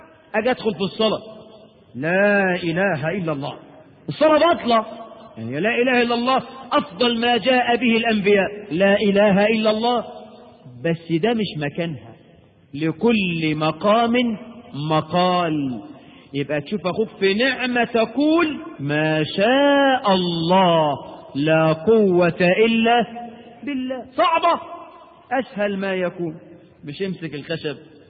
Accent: Egypt; وانا مصري مش هندي ولا حاجة، انا من حواري مصر.

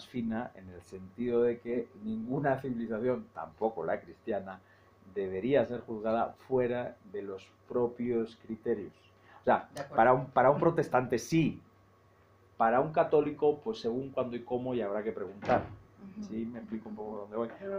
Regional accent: Seville, Andalusia, Spain; Ahí en mi tierra, en Sevilla

